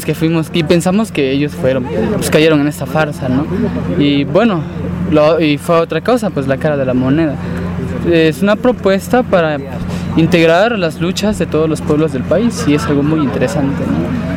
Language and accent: Spanish; Oaxaca, Mexico; Venimos de la comunidad del Istmo de Tehuantepec, Michitán, queda en Oaxaca.